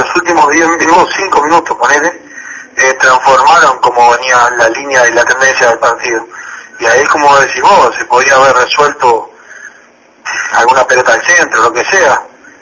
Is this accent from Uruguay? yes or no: yes; Uruguay; yo la verdad que como uruguayo me siento súper orgulloso del papel que tuvo mi selección